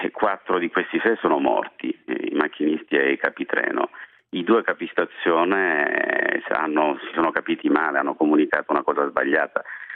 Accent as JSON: {"language": "Italian", "region": "Sicily", "country": "Italy", "said": "No, io sono"}